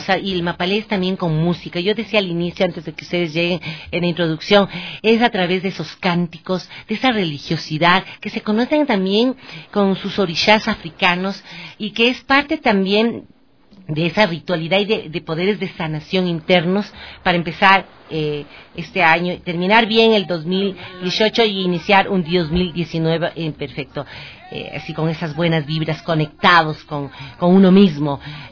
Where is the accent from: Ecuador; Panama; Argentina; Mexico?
Ecuador; Y es una forma también de aprender e irnos integrando cada vez más como hermanos ecuatorianos que somos y también latinoamericanos.